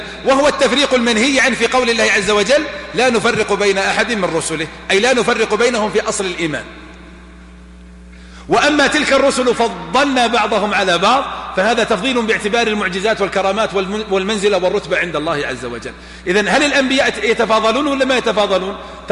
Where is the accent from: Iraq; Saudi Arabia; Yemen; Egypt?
Saudi Arabia; Najd; ولا عندنا في نجد